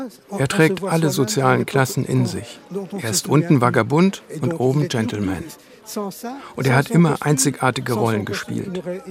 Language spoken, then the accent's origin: German; Vaud, Switzerland; Ich komme aus der Region.